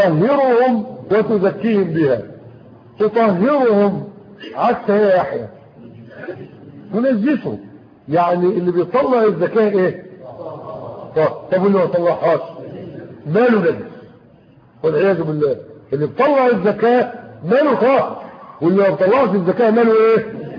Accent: Egypt; ده اللي حصل عندنا في مصر اخوانا وفي غيرها من البلدان

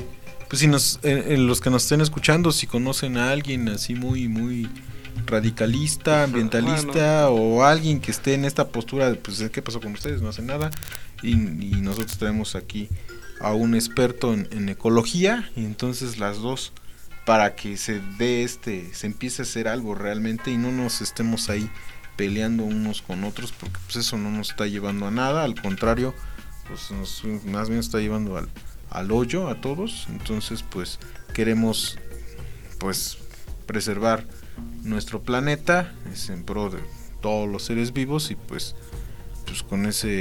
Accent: Mexico; nos decimos mexicanos, pero pues bueno, en mi caso yo estoy en ceros en el caso del náhuatl

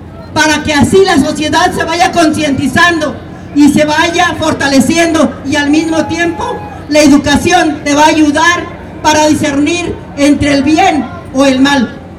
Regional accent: Michoacán, Mexico; Soy de Michoacán

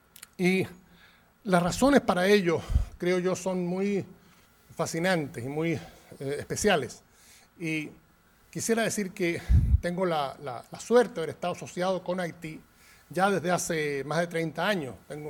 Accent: Chile; now in Puerto Rico; yo soy originalmente de Chile, pero fui acá en Puerto Rico, al otro lado de la isla, en el oeste

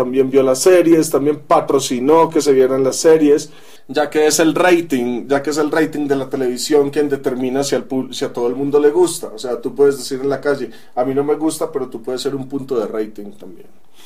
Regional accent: Medellín, Antioquia, Colombia; accent: paisa; Provengo de Colombia, de Medellín específicamente. Mi acento se lo recordará a muchas personas que tal vez hayan oído el famoso acento paisa

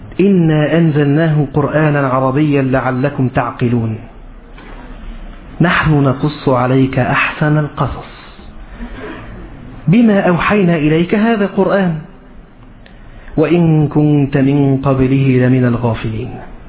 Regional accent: Egypt; بمعنى عندنا في مصر بيقولوا ايه

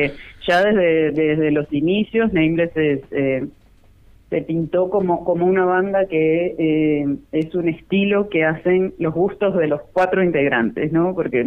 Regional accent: Ciudad de la Costa, Canelones, Uruguay; Actualmente incluso los 4 integrantes de … somos todos de Ciudad de la Costa

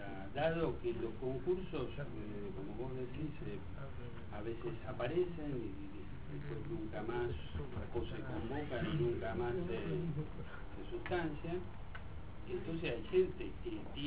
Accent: San Miguel, Buenos Aires Province, Argentina; Yo soy de San Miguel. Siempre he dado de San Miguel.

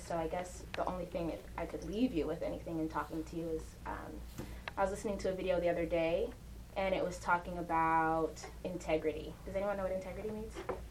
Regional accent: Las Vegas, Nevada, United States; also born or lived in Uganda; I was born in Uganda, but I grew up here in Las Vegas.

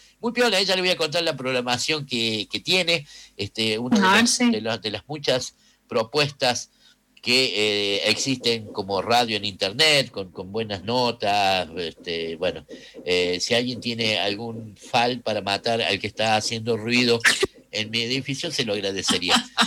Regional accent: Córdoba, Argentina; Yo soy de Barrio Müller, más, claro, acá de San Vicente.

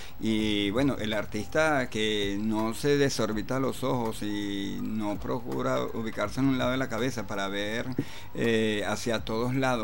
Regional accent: Venezuela; reconocernos primeramente como venezolanos, luego como latinoamericanos

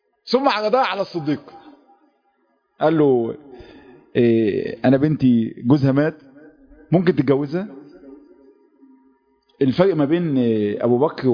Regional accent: Egypt; المشهد ده محتاج نفسيات تختلف عن نفسياتنا كمصريين

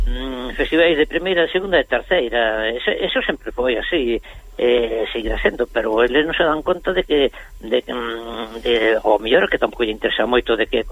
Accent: Galicia, Spain; somos galegos, hacemos a nosa cultura, que é moi importante, non? Temos a nosa lingua, a nosa cultura

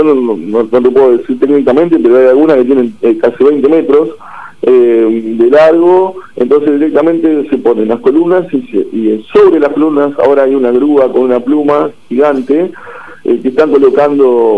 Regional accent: Azul, Buenos Aires Province, Argentina; Justamente los otros días yo me estuve acercando a otros pueblos, yo soy de Azul

